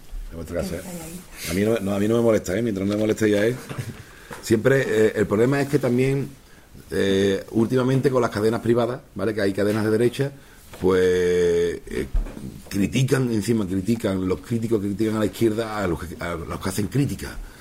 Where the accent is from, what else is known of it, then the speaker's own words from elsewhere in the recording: Seville, Andalusia, Spain; born there; moved away as an adult; now in Catalonia, Spain; Yo nací en Sevilla, cuando me vine a Cataluña, yo era un empleado de Telefónica